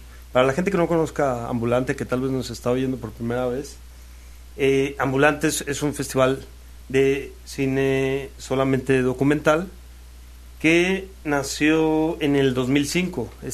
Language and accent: Spanish; Mexico; todo lo que como mexicanos vamos a estar viviendo en este año